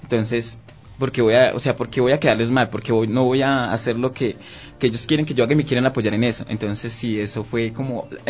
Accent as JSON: {"language": "Spanish", "country": "Colombia", "moved": "yes", "lives_now": "Quito, Ecuador", "said": "nosotros ya somos personas de la comunidad LGBT, somos colombianos, yo tengo mi esposo, tuvimos que salir de Colombia por persecución, porque recibimos amenazas de un grupo armado."}